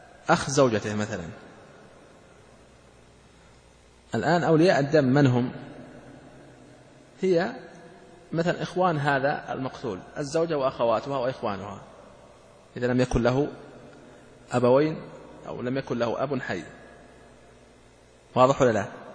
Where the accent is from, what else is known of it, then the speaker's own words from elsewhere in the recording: Saudi Arabia; ولهذا ترون هذا الذي عليه العمل عندنا في المملكة العربية السعودية